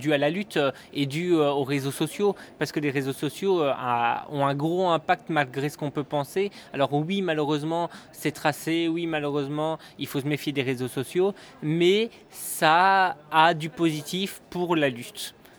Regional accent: Belgium; de nationalité je suis français, mais j'ai toujours vécu en Belgique et je vis encore à l'heure actuelle en Belgique.

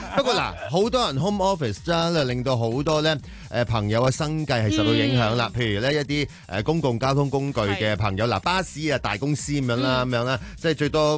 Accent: Hong Kong

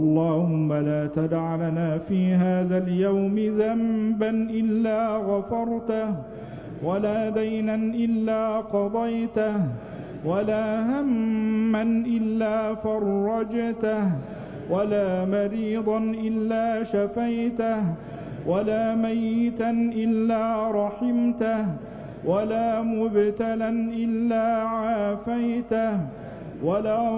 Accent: Egypt; اللهم اجعل بلدنا مصر أمنا أمانا

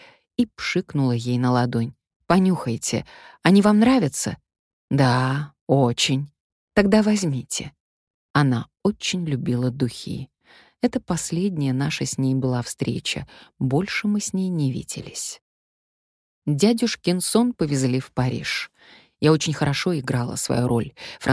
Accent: Russia; Я сказала, что из России. «Je suis actrice, je suis russe».

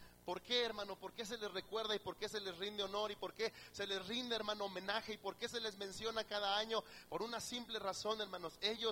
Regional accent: Mexico; Hoy, hermano, como mexicanos, estamos de alguna forma de fiesta, ¿verdad?

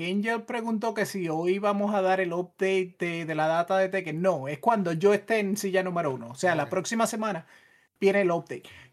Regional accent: Puerto Rico; Pero yo creciendo en Puerto Rico no hay tanta variedad de calabaza

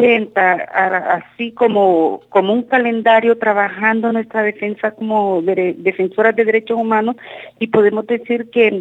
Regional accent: Honduras; vengo de Honduras, soy defensora de derechos humanos.

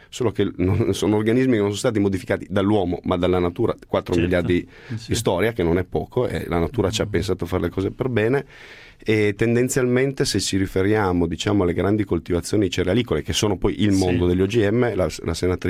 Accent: Turin, Piedmont, Italy

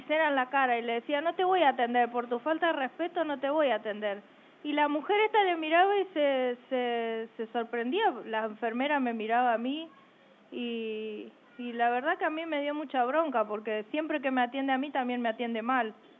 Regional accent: Chaco, Argentina; porque uno piensa que porque viene del interior, yo soy chaqueña, y te escuchan hablar

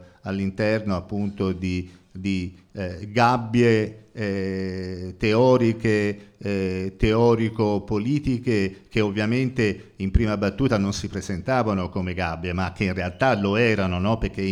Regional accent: Florence, Tuscany, Italy; io vengo da Firenze

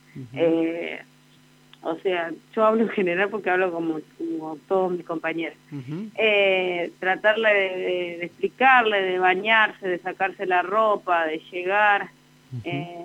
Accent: Santa Rosa, La Pampa, Argentina; Yo soy de acá, de Santa Rosa, tengo 30 años.

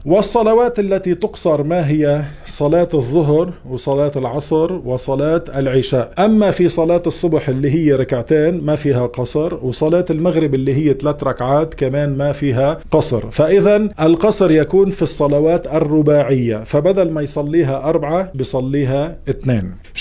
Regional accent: Beirut, Beirut Governorate, Lebanon; now in Montreal, Canada; مثل حالتي، مثلا أنا من بيروت، إذا أنا مستوطن في بيروت

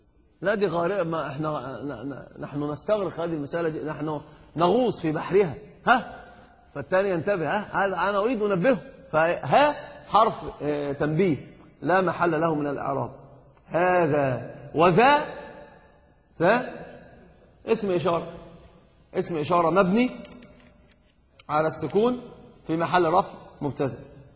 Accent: Egypt; أنا قلت لك حتى عندنا في مصر يقول ذي ذي

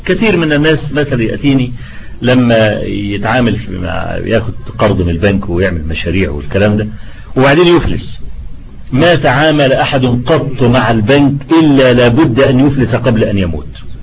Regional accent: Egypt; انا لما عملوا الطريق الاستراد اللي عندنا في مصر

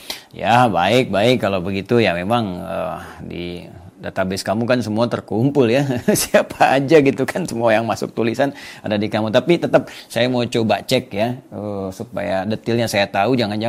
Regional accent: Pandeglang, Banten, Indonesia; born there; Ya di Pandeglang itu memang kota kelahiran saya, itu kabupaten ya, bukan provinsi. Jadi provinsinya provinsi Banten

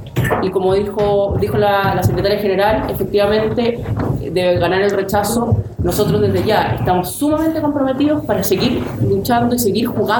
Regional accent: Chile; que era lo que nos dividía como chilenos

